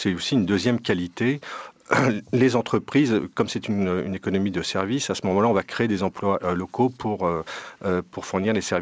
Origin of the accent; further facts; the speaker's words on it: Paris, Île-de-France, France; Là, je suis de Paris, en France, et la plupart des administrations publiques en France tournent maintenant à des solutions en logiciel libre